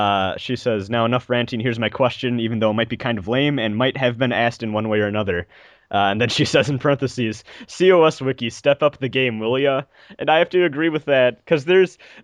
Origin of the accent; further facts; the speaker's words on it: Germany; English is a second language; I'm from Germany